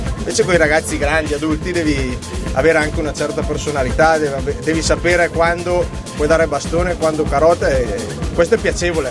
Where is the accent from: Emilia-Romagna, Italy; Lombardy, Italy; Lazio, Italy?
Lombardy, Italy; ho avuto la possibilità di allenare i ragazzini, come ti dicevo prima, a 7 al mio paese d'origine, che è in Valtrompia.